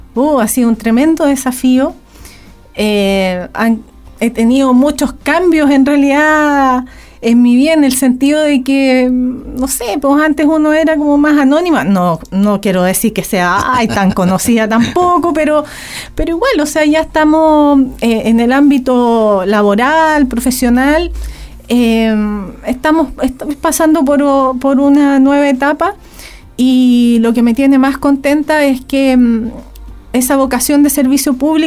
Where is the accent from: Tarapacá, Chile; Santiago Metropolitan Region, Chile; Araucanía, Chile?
Santiago Metropolitan Region, Chile; Santiago; also born or lived in Valdivia; la familia se trasladó a Santiago. Estuvimos 28 años allá. Así que yo... nacida en Valdivia, pero criada en Santiago, en el sentido de que hice todos mis estudios allá y estudié Derecho en la Universidad de Chile.